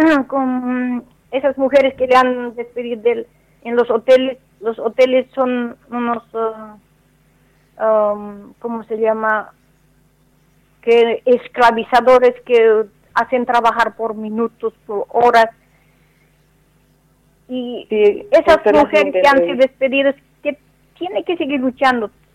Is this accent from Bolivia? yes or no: yes; Bolivia; muchos hombres que salen de mi país, por ejemplo, yo soy boliviana